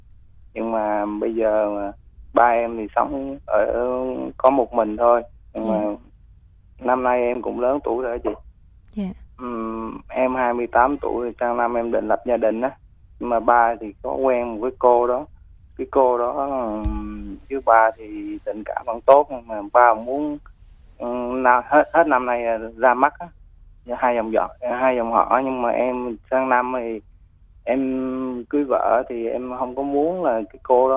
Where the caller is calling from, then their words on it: Ho Chi Minh City, Vietnam; em đang gọi từ Tân Bình, thành phố Hồ Chí Minh vậy.